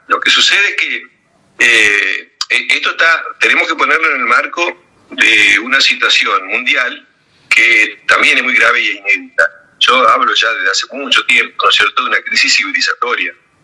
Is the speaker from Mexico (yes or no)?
no; Argentina; en un país como la Argentina, que tiene la riqueza que tiene y que somos tan pocos